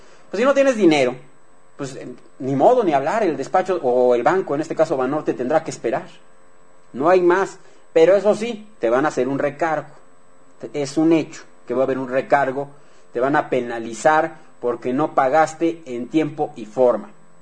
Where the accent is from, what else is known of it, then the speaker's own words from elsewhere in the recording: Mexico; como ciudadanos mexicanos que somos